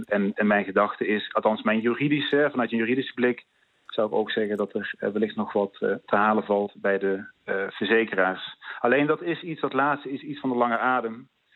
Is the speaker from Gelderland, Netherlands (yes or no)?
no; North Brabant, Netherlands; u hoort het aan mijn stem waarschijnlijk, ik kom uit Brabant